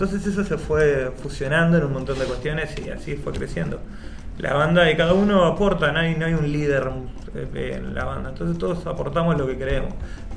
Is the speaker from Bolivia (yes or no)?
no; La Plata, Buenos Aires Province, Argentina; No, yo soy de La Plata, yo soy de zona sur.